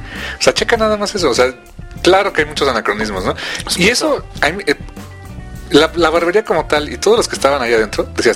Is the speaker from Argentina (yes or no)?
no; Tlalnepantla, State of Mexico, Mexico; Esa barbería me recuerda como me cortaba yo el pelo de chiquito, en Tlanepantla.